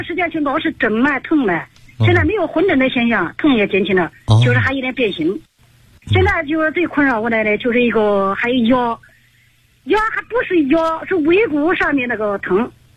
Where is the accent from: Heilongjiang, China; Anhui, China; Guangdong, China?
Anhui, China; Hefei; 我来自安徽合肥